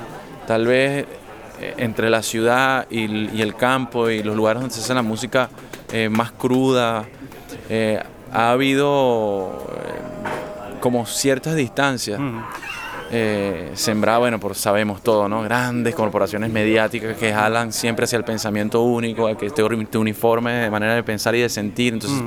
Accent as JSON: {"language": "Spanish", "town": "Caracas", "region": "Capital District", "country": "Venezuela", "said": "soy de Caracas, Venezuela, vivo en Caracas. Uh-huh. Esa es una ciudad cósmica, ciudad capital, con muchas influencias de todas partes por el tema de intercambio político, comercial, con otros países."}